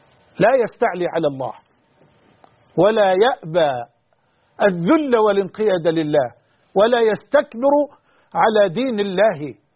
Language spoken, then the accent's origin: Arabic; Egypt; وأن يحفظ بلدنا مصر وجميع بلاد